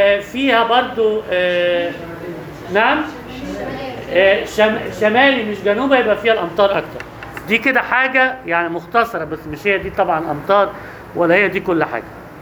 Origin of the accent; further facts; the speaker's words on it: Egypt; بس يختلف في حاجات، تختلف بسيطة، في حاجات مش عندنا في مصر.